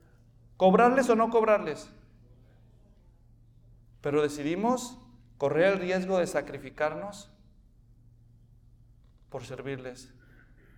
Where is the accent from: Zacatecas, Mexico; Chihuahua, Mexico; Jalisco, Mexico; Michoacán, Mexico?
Jalisco, Mexico; Guadalajara; En Guadalajara, de donde yo soy